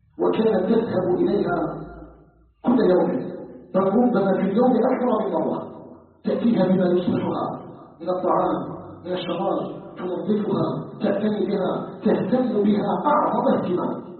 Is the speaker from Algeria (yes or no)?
yes; Algeria; أن يجعل بلدنا الجزائر بلداً آمناً مطمئناً